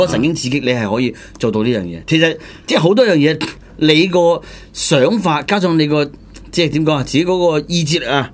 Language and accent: Cantonese; China; 我都認為我大陸人啊嘛。